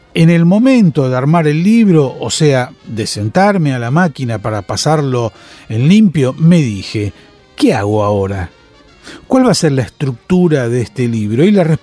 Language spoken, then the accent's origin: Spanish; Argentina; moved away as an adult; now in Paris, France; cuando salí de Argentina para irme a vivir a París, a comienzos de la década de los 50